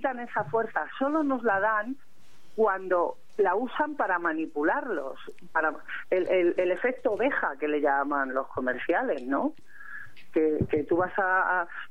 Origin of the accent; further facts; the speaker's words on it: Madrid, Community of Madrid, Spain; y yo soy del centro de Madrid